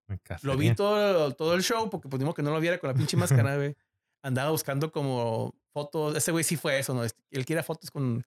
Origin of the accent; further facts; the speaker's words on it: Mexico; I'm a big fan from Mexico. Como que soy de México.